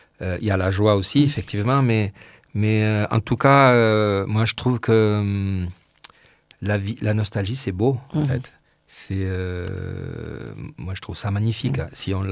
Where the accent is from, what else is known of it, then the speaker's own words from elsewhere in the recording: France; j'ai voulu revenir vivre en France parce que je suis français, je sens français